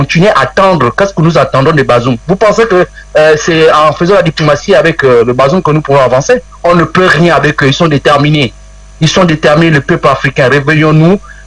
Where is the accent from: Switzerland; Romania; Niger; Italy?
Niger; Je suis nigérien, mais je pense que nous pouvons aller à ça.